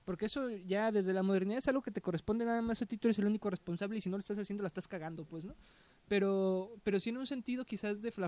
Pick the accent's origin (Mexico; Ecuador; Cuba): Mexico; born there; lo mexicano no es lo que tenemos los que nacimos en México.